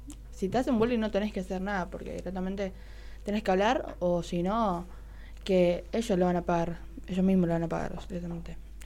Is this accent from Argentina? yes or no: yes; Buenos Aires, Argentina; born there; O a veces mis tíos me decían … que nací en Buenos Aires, porque soy moroche, evidentemente.